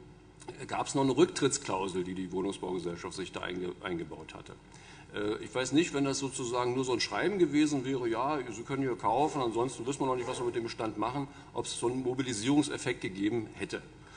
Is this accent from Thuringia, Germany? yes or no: no; Bremen, Germany; Ich habe das mal versucht, als Bremer Hörsager aufzuschreiben.